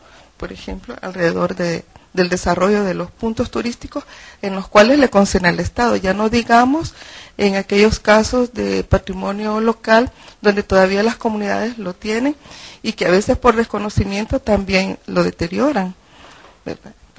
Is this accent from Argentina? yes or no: no; El Salvador; Siento que esto aún como salvadoreños nos hace mucho falta que hacer.